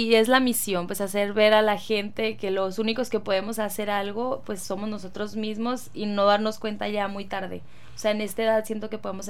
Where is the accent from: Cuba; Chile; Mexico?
Mexico; a mí como mexicana en sí